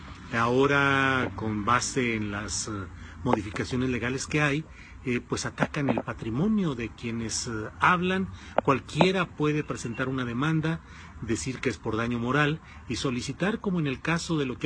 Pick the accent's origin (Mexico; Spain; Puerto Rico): Mexico; Torreón, Coahuila; me acordé que yo soy coahuilense, que nací en Torreón, Coahuila, y que tengo muchas cosas que decir también en Coahuila